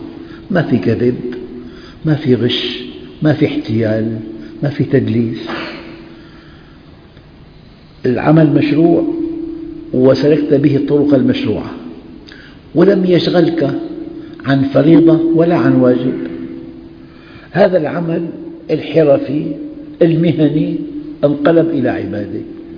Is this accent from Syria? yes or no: yes; Syria; عندنا في الشام